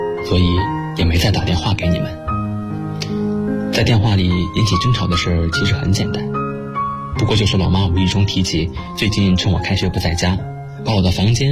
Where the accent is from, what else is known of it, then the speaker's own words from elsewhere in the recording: Shanghai, China; now in Nanjing, China; 来自上海，我在南京大学，距离我的家乡300公里